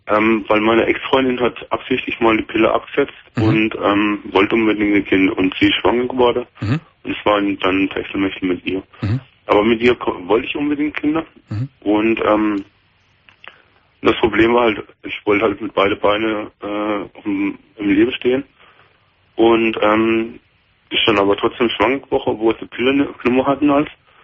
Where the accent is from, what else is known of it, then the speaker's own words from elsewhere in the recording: Freiburg, Baden-Württemberg, Germany; Aus Freiburg, aus Baden-Württemberg.